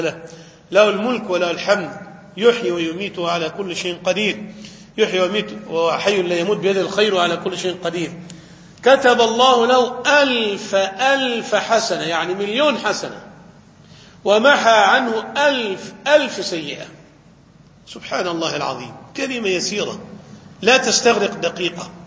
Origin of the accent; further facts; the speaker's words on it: Egypt; سواء لما وقعت الفتن في العراق أو في الشام أو عندنا في مصر